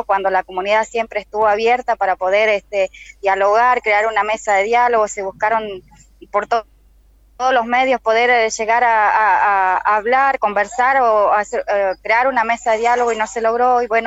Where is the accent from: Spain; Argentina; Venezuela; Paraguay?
Argentina; Cushamen, Chubut; now in Buenos Aires, Argentina; Yo vengo de Chubut, soy de Colonia Cusamen, de la organización Mapuche Tehuelche.